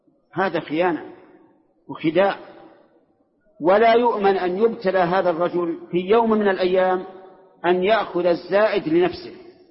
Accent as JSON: {"language": "Arabic", "country": "Saudi Arabia", "said": "وأنا سعودي، أنت مصري وأنا سعودي"}